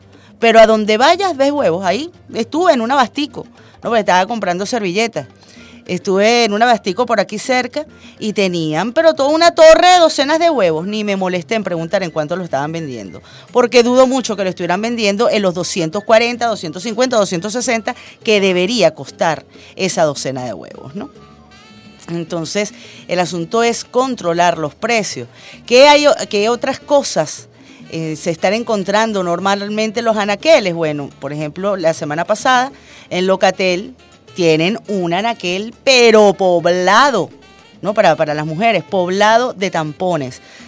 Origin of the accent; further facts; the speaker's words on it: Venezuela; nosotros como venezolanos y venezolanas